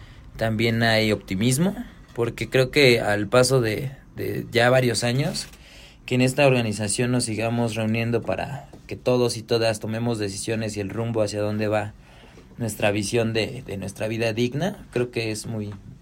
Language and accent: Spanish; Zapotla, Mexico; soy de Zapotla, pertenezco a la Comisión de Deportes y de Vigilancia.